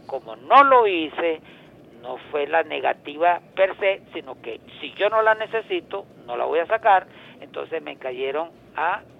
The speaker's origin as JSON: {"language": "Spanish", "country": "Venezuela", "said": "como nosotros, como venezolanos"}